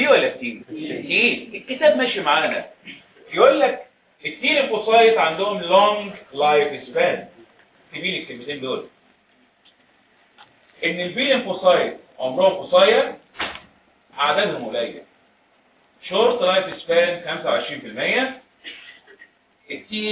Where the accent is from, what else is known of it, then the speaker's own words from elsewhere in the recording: Egypt; المدارس العسكريه عندنا في مصر خرجت دفعات كتيره